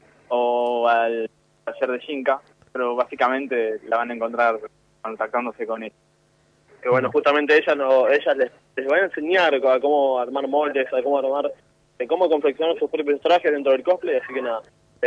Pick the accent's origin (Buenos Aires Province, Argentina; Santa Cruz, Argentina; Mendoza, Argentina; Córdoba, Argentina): Buenos Aires Province, Argentina; Vicente López; Yo soy de Buenos Aires, de zona norte, de Vicente López, exactamente.